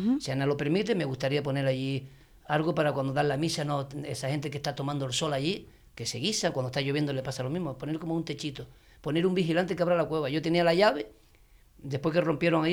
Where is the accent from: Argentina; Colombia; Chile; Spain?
Spain; El Draguito, Canary Islands; also born or lived in Santa Cruz; porque mis padres, ya te digo, vivíamos en Santa Cruz, pero somos de aquí, del Draguito